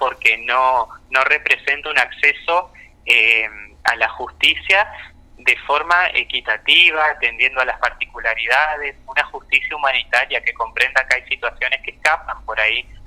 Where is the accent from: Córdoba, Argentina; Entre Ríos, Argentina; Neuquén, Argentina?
Entre Ríos, Argentina; now in Santa Fe, Argentina; Yo soy de Entre Ríos, actualmente estoy viviendo en Santa Fe.